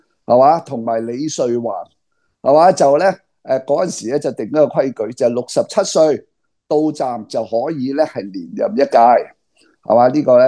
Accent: Hong Kong; 因为我哋香港人井水不犯河水

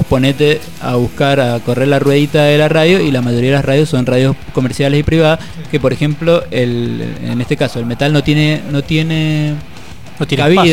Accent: Mendoza, Argentina; un programa que teníamos hace unos años en Mendoza, de donde soy oriundo, por si no se notó

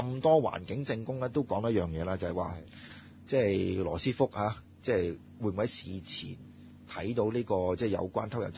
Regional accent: China; 嗱，作為中國人咧

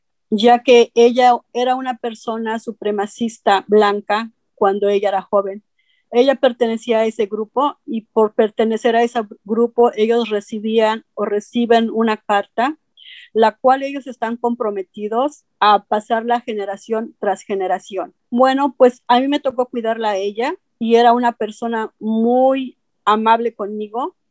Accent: State of Mexico, Mexico; moved away as an adult; now in Huntington Beach, United States; Soy originaria del Estado de México. Tengo 56 años. Inmigré a los Estados Unidos en 1991. Actualmente vivo en Huntington Beach.

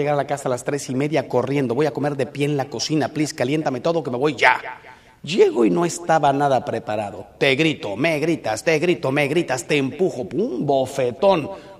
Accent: Mexico; si hace el muro, los que salimos ganando somos los mexicanos.

